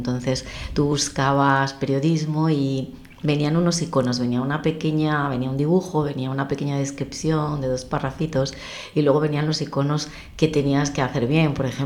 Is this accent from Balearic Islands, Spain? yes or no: no; Oviedo, Asturias, Spain; yo soy de Oviedo y he querido ser periodista siempre.